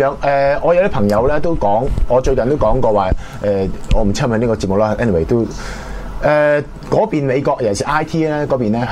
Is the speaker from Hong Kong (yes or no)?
yes; Hong Kong; 咁佢哋對我哋香港人冇乜嘢嘅。